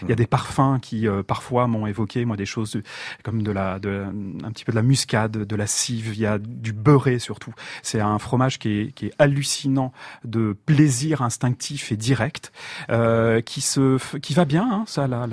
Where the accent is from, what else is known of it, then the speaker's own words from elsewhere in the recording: Auvergne-Rhône-Alpes, France; Moi je suis de la Drôme, et en Drôme et en Ardèche, on est sur des zones qui commencent à être sérieusement arides.